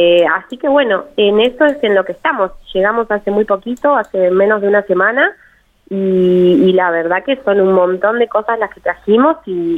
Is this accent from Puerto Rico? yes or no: no; Argentina; a mí me llenó de esperanza también como argentina